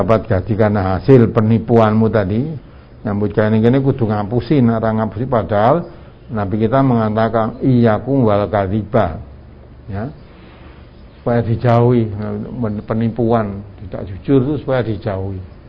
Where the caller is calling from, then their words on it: Palembang, South Sumatra, Indonesia; dari Palembang